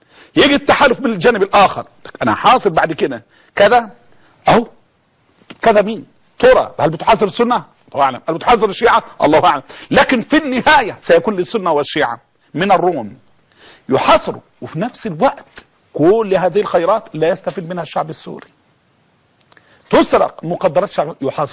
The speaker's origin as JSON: {"language": "Arabic", "country": "Egypt", "said": "يعني احنا كمصريين نعاني قلاء، نعاني بلاء"}